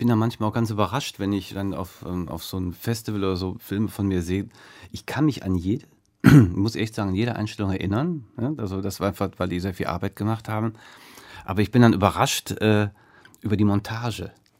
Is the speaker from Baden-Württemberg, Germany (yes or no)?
no; North Rhine-Westphalia, Germany; Der kommt ja auch aus Düsseldorf, Ben Rather, ist bei uns direkt in Fahrradweite von meiner Heimat entfernt.